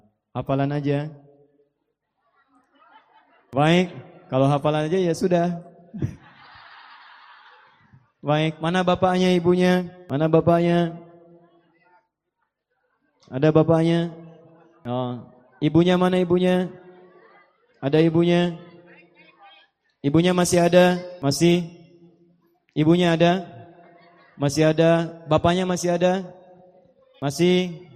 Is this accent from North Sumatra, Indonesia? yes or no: no; Pandeglang, Banten, Indonesia; born there; saya lahir juga di Pandeglang. Ibu saya dari Menes. Dan keluarga besar kami juga dari Menes.